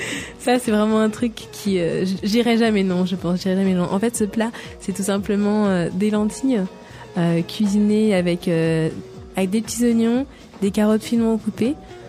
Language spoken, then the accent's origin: French; France; On peut pas, en tant que Français, je vous le dis, on peut pas rester sur une note salée.